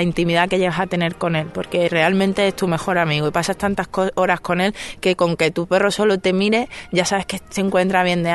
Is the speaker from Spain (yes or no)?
yes; Andalusia, Spain; yo soy malagueña